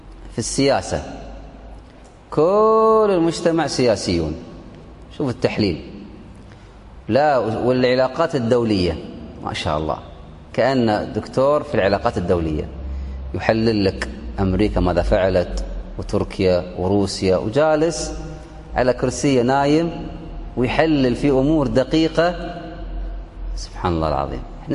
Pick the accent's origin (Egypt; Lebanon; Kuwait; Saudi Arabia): Kuwait; عندنا في الكويت صلاة الفجر